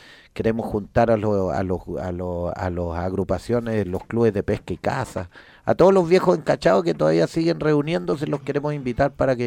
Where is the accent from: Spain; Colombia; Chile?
Chile; es un poco loco como somos los chilenos